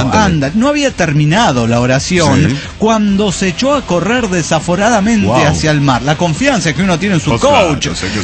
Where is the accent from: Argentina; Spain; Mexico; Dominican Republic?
Mexico; Querétaro; salimos de Querétaro un sábado en la madrugada